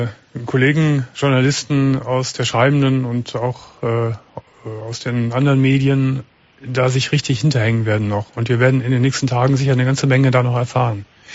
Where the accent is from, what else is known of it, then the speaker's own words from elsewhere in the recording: Cologne, North Rhine-Westphalia, Germany; Das sage ich als Kölner.